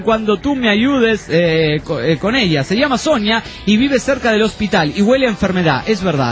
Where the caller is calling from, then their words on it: Badalona, Catalonia, Spain; de Badalona, España.